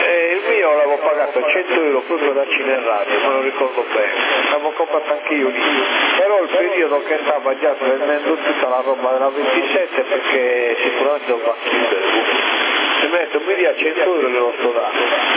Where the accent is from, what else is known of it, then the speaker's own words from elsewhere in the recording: Sassari, Sardinia, Italy; No, no, sono di Sassari.